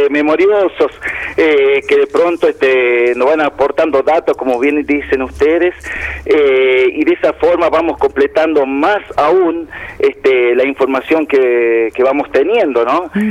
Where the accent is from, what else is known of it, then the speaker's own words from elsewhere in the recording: La Rioja, Argentina; de las cosas que nos sucedieron a nosotros como riojano en algún momento de la historia.